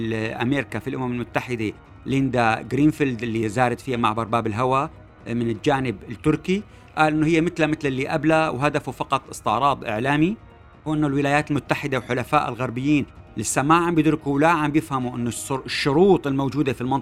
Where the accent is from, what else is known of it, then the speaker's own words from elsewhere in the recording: Syria; نحن بهمنا كسوريين أنه نكون على الأقل مشتركين بمعلومات صحيحة